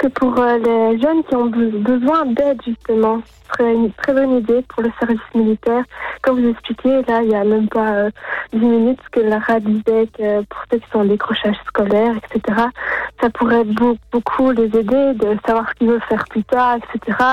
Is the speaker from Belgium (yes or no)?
yes; Wavre, Wallonia, Belgium; Je viens de Wavre.